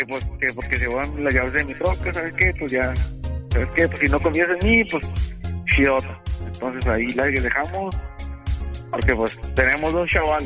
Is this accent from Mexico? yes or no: yes; Ciudad Juárez, Chihuahua, Mexico; De Ciudad Juárez.